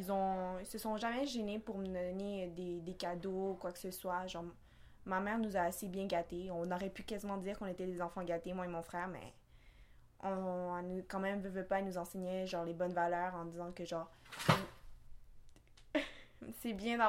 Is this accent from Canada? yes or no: yes; Montreal, Quebec, Canada; Je suis née ici à Montréal, plus précisément à La Salle. Je viens d'une famille chilienne, donc je suis capable de parler le français et l'espagnol. Je suis allée à l'école de mon quartier, c'est-à-dire que francophone